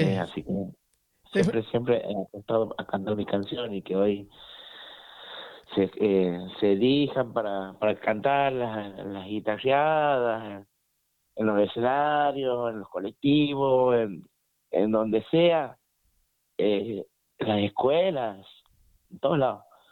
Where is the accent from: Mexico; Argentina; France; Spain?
Argentina; Frías, Santiago del Estero; now in Santiago del Estero, Argentina; De Frías, sí. Pero bueno, casi toda la vida he vivido aquí en Santiago, digamos. Mucho tiempo en Frías, en Santiago.